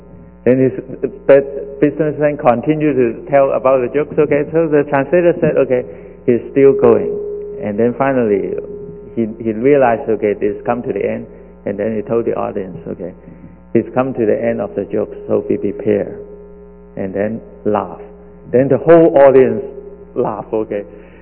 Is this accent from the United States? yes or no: no; Hong Kong; moved away as an adult; I come from Hong Kong. I came 1984 as a student, just like most of you.